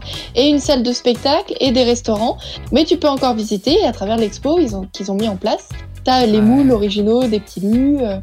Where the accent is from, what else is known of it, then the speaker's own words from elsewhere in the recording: Centre-Val de Loire, France; Rien à voir avec nos châteaux de chez nous, en Touraine